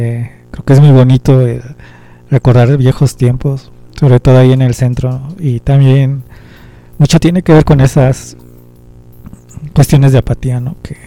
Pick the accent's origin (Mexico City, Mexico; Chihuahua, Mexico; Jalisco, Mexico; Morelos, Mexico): Mexico City, Mexico; vamos a seguir siendo chilangos hasta morir